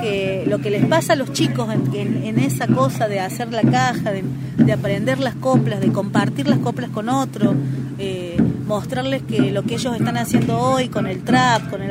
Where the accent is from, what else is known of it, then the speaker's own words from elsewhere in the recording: Cosquín, Córdoba, Argentina; yo soy nacida y criada.